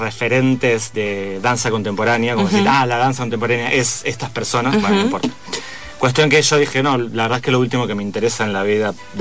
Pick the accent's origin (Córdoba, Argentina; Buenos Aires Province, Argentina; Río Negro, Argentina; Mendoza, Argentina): Buenos Aires Province, Argentina; El Palomar; De Buenos Aires, sí, soy porteño. ¿El barrio? El barrio de zona oeste, Palomar.